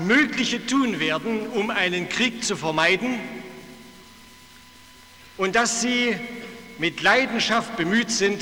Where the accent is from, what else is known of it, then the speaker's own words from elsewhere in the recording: Zittau, Saxony, Germany; Ich habe diesen Abend als 16-Jähriger in Zittau, meiner Heimatstadt, erlebt.